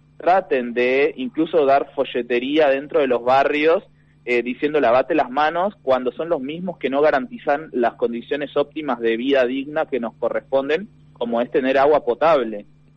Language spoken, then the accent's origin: Spanish; Buenos Aires, Argentina; Yo soy de la Villa 2124 y tenemos diferentes problemáticas.